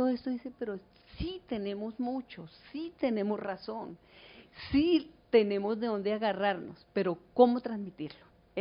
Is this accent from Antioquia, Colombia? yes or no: no; Cali, Valle del Cauca, Colombia; Yo soy de Cali, Cali fue la ciudad del mayor estallido